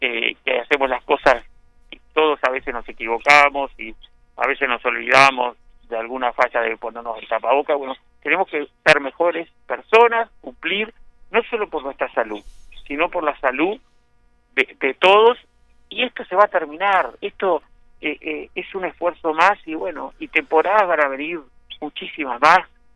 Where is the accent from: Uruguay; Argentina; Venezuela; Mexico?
Uruguay; yo te hablo como ciudadano uruguayo y como persona que vive en este lugar paradisíaco que es Maldonado, Punta del Este.